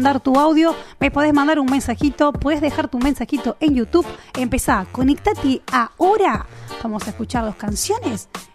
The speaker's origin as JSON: {"language": "Spanish", "country": "Argentina", "said": "como algo que hacía parte de nuestra cultura, de nuestra característica como argentinos, como de la comunidad y del reino de Dios."}